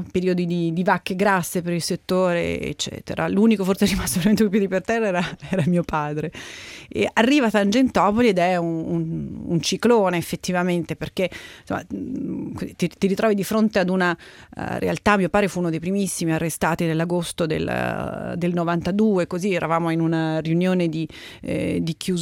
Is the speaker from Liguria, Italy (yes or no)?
no; Todi, Umbria, Italy; Sono nata nel 66 in Umbria. E nata e cresciuta in un piccolissimo paesino, una frazione di Todi che si chiama Cecanibbi, 150 anime, come si suol dire, e i primi 5 anni della mia vita li ho passati lì